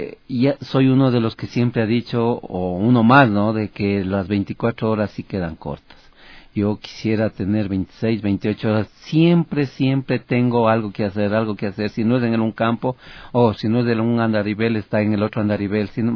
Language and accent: Spanish; Ecuador; soy el ecuatoriano que aspira y que quiere poner una marca única en Quito, en el Ecuador y en Sudamérica